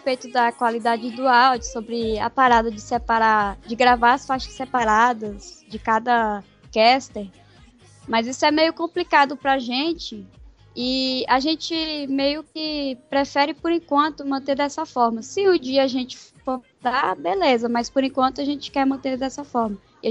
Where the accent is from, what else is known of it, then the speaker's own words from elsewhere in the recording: Pará, Brazil; eu também sou do Pará. Na verdade, moro em Belém.